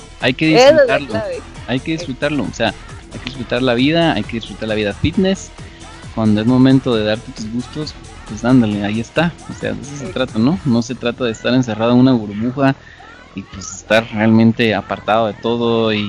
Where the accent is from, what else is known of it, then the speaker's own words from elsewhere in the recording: Guatemala; es un orgullo para nosotros, como chapines, como guatemaltecos